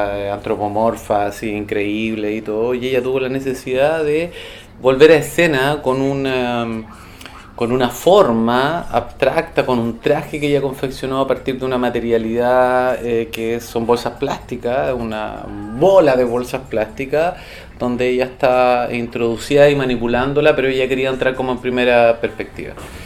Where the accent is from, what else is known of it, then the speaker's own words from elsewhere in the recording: Santiago, Santiago Metropolitan Region, Chile; como yo vengo de Santiago, yo estoy hace 5 años acá